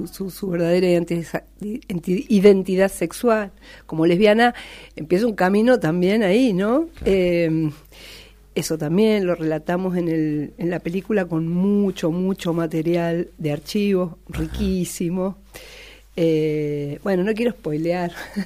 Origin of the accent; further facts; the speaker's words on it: General Alvear, Mendoza, Argentina; also born or lived in Uspallata; Bueno, mendocina. En realidad soy alvearense.